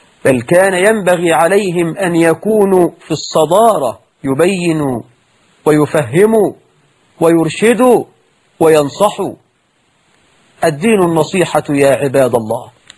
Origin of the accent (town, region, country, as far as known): Egypt